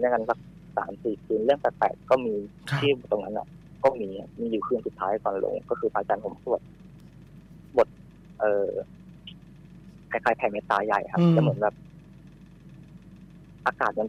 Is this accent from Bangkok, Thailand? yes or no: yes; Bangkok, Thailand; ต้องบอกก่อนว่าผมเป็นคนกรุงเทพใช่ไหมครับ